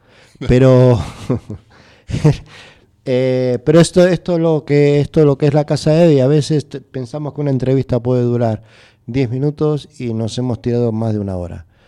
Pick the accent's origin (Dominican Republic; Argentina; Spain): Argentina; No, yo no me, como soy argentino, la Z me cuesta mucho.